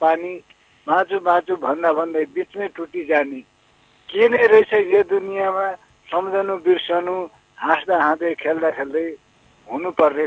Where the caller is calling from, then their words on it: Lumbini Province, Nepal; म प्युठानको बिजुली छ बैरेनीदेखि